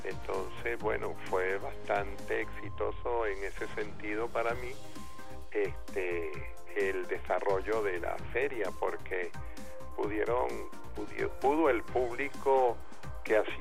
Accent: Caracas, Capital District, Venezuela; now in Valencia, Venezuela; Caracas es mi ciudad natal. Aunque yo viva en Valencia, mis vínculos con Caracas son absolutamente totales, integrales.

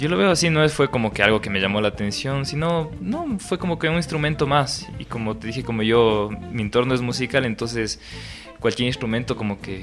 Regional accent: Ecuador; uno como músico, como artista ecuatoriano, tiene que seguir proponiendo nuevas e innovadoras propuestas para nuestra música

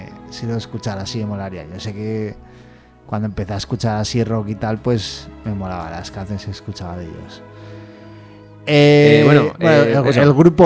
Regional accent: Spain; moved away; Como saben que soy español, me vienen a hablar español y se me olvida.

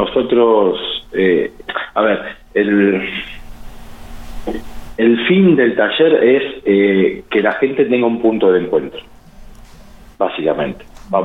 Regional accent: General Pico, La Pampa, Argentina; now in Santa Rosa, Argentina; Yo vine acá a Santa Rosa, soy de Pico

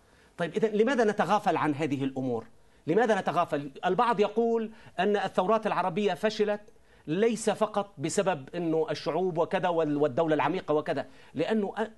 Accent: Syria; كانوا يرفعون شعارات قومجية عندنا في سوريا مثلا

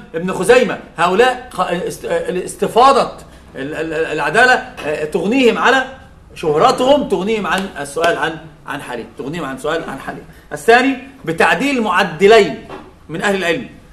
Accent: Egypt; اثنان عندنا في مصر ثلاثة

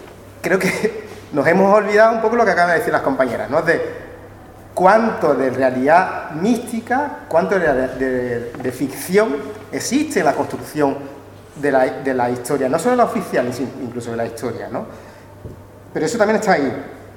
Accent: São Tomé & Príncipe; Está más cerca de mi tierra, de Santo Tomé y Príncipe.

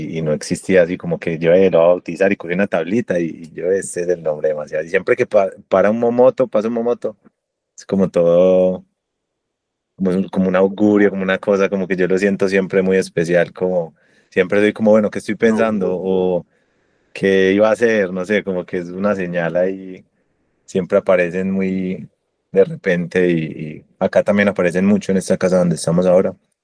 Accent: Antioquia, Colombia; Y yo sí me crié por Santa Mónica.

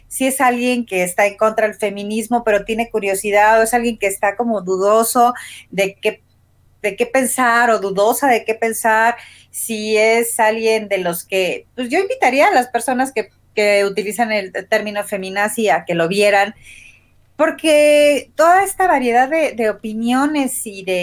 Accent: Morelia, Michoacán, Mexico; cómo ha sido ser feminista en la generación X en México y creciendo en Morelia

